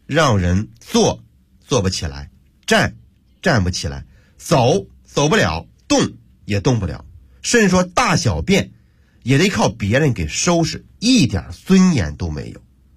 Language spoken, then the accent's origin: Chinese; Hebei, China; 我要和大伙分享一个发生在我的老家河北的真人真事